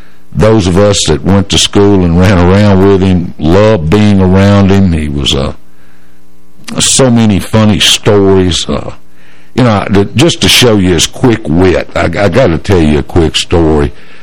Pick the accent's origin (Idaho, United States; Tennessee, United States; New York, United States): Tennessee, United States; Clarksville; born there; moved from Summit Heights to Monroe Street here in Old Town Clarksville. It's off Greenwood Avenue. I was born on Greenwood.